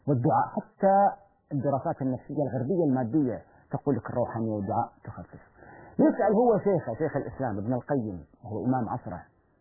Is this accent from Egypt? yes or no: yes; Egypt; المصريين طبيعتهم، وأنا مزاجي مصري